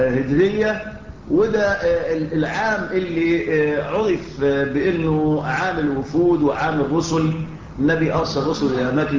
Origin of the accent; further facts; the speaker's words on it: Egypt; كان على الإسكندرية عندنا في مصر، في مصر.